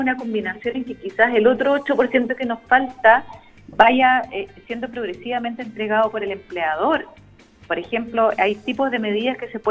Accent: Chile; ¿cuál es nuestro proyecto país como chilenos para el largo plazo?

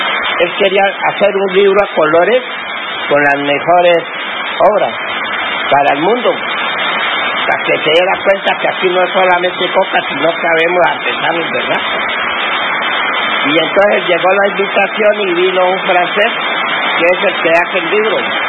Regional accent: La Guajira, Colombia; Yo vengo de La Guajira

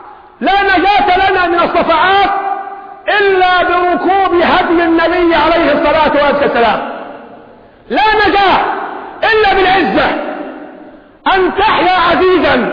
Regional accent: Egypt; تخفيض المديونية عنا كمصريين

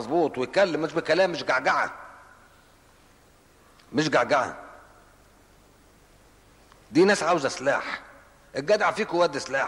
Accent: Cairo, Cairo Governorate, Egypt; انا مش اسكندراني، انا قاهري، لحسن حد يسمع شيء تقول لك يا عم بيش اسكندراني، انا قاهري المولد والاصل، مانيش اسكندراني

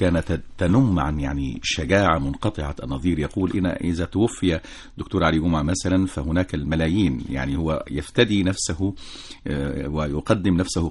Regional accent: Egypt; فنحن غدا جميعا كمصريين نحتفي

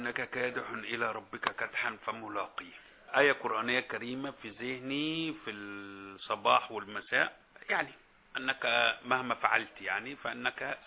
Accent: Egypt; عادة احنا كمصريين للأسف في البعض مننا بيحب يتطفل ويتدخل في حياتك

